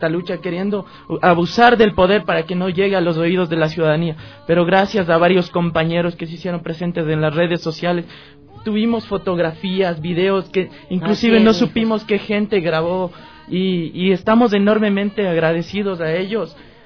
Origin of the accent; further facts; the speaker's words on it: Ecuador; a levantarnos como ecuatorianos